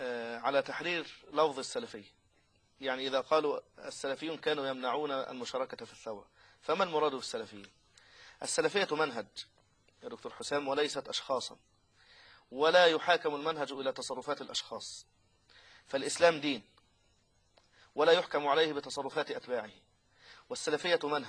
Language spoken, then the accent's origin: Arabic; Egypt; لكن الله عز وجل سلم في في بلدنا مصر